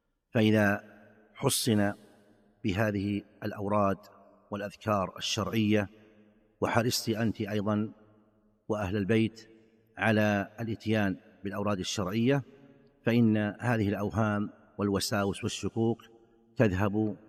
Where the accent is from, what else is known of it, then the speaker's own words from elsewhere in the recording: Saudi Arabia; فمثلا عندنا في المملكة العربية السعودية الوقت ما بين المغرب والعشاء